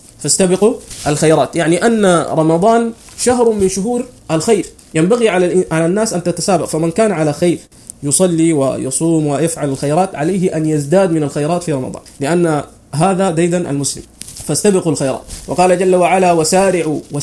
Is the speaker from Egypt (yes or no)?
no; Sudan; من أمور كثيرة منتشرة خاصة عندنا في السودان